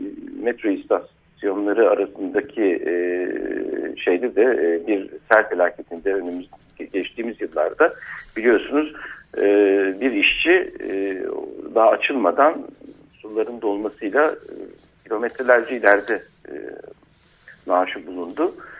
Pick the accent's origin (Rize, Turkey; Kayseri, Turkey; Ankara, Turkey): Ankara, Turkey; Ben doğma büyüme ve Ankaralıyım.